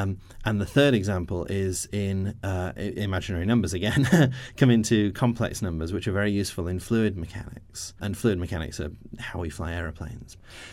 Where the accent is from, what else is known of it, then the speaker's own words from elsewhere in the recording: Nottingham, East Midlands, United Kingdom; I'm from Nottingham